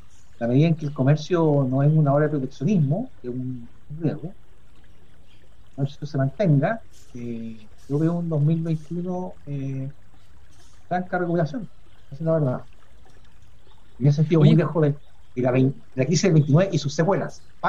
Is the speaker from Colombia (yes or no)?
no; Chile; Nosotros como chilenos somos capaces de superar esta diferencia